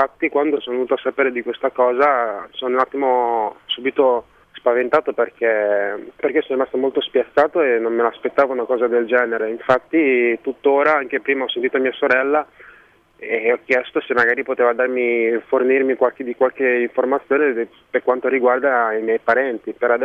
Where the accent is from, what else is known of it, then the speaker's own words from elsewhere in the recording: Haiti; gente che fa parte del mio stesso sangue, del mio paese